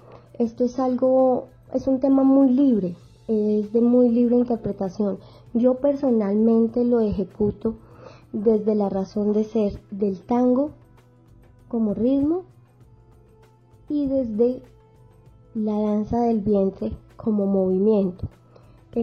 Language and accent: Spanish; Manizales, Caldas, Colombia; Yo soy de Manizales, soy criada en el Eje Cafetero